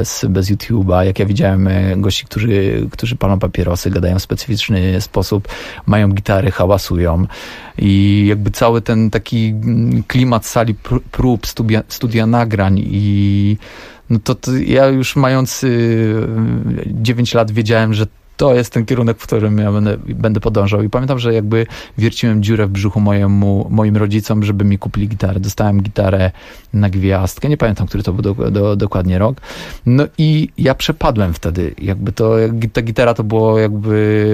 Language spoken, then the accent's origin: Polish; Silesian Voivodeship, Poland; pochodzę z mojej miejscowości pod Częstochową